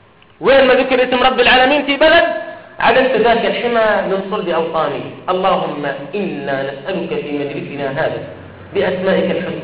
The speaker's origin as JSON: {"language": "Arabic", "country": "Jordan", "said": "وأن تحفظ بلادنا الأردن"}